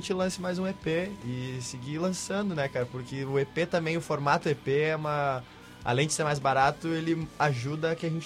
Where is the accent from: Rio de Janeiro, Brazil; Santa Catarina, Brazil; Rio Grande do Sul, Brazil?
Rio Grande do Sul, Brazil; Ibirubá; na minha cidade natal, Ibirubá, que tem 20 mil habitantes